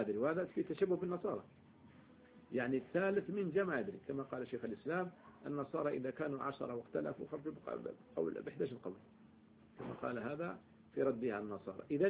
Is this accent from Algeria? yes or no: yes; Algeria; احنا من الجزائر